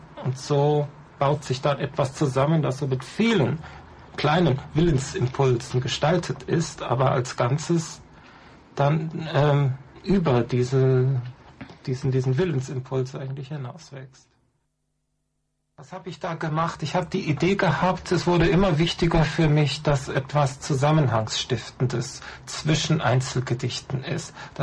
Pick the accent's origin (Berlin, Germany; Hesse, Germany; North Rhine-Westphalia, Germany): North Rhine-Westphalia, Germany; Ich komme aus dem Rheinland, so in dieser Gegend Eifel, Nordrhein-Westfalen